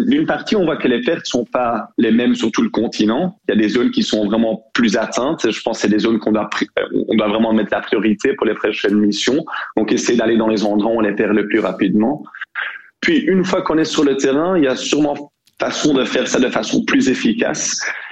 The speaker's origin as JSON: {"language": "French", "town": "Brussels", "region": "Brussels-Capital Region", "country": "Belgium", "said": "Je suis bruxellois"}